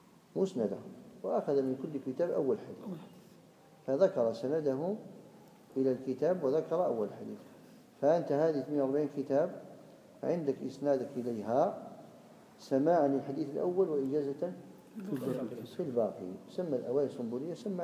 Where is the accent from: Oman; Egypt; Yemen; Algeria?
Algeria; وإن كان فيه عادة مضطردة عندنا في الجزائر